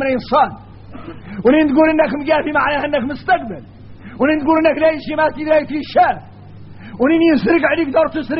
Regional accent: Mauritania; احنا راك موريتاني عندنا فهم عن مولانا خاص

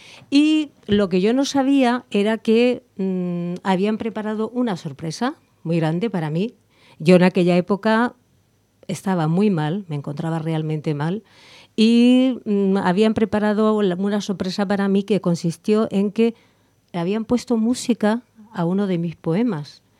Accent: Cádiz, Andalusia, Spain; para hacer honor a mi tierra, Cádiz, porque soy gaditana

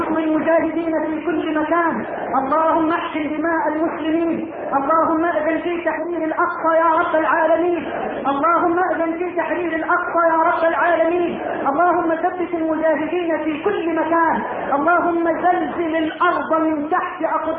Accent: Egypt; اللهم اجعل بلدنا مصر واحة للامن والامان

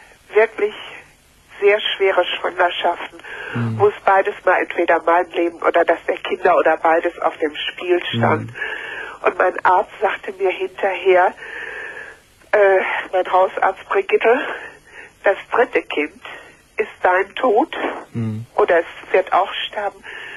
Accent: Paderborn, North Rhine-Westphalia, Germany; born there; ich bin gebürtige Paderbornerin.

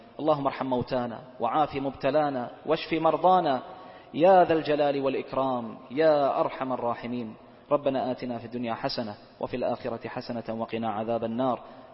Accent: Bahrain; اللهم من أرادنا وأراد بلادنا البحرين

